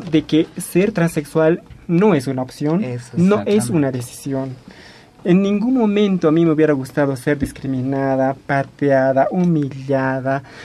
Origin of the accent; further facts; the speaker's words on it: Sancoray, La Paz, Bolivia; Soy una mujer transexual. Soy de la provincia Masuyo, Sancoray, me se llama mi pueblo. Hablo aymara.